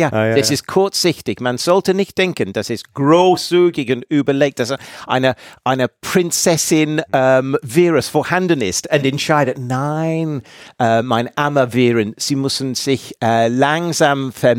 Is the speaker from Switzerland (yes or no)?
no; England, United Kingdom; German is a second language; Und ich komme aus England.